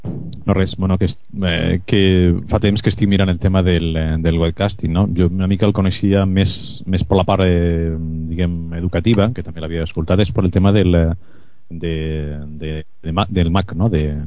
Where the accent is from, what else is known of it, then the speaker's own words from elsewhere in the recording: Badalona, Catalonia, Spain; Badalona.